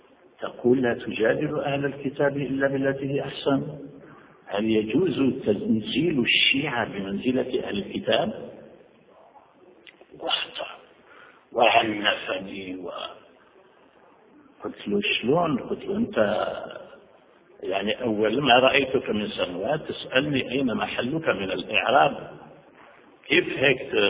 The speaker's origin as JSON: {"language": "Arabic", "country": "Algeria", "tie": "born or raised there", "first_language": "French", "second_language": "Arabic", "moved": "yes", "lives_now": "France", "said": "وأنا أعيش في الغرب منذ 37 سنة في فرنسا، وقبل أن آتي إلى فرنسا أنا فرنسي لغة، لأنني تعلمت الفرنسية قبل العربية، لأن في زمان الاستعمار العربية لم تكن تعلم في الجزائر."}